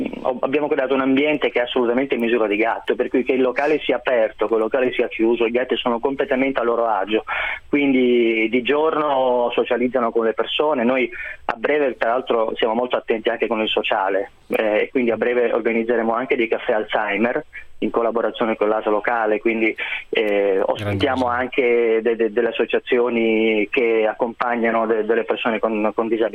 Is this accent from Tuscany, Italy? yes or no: no; Veneto, Italy; Sono veneto.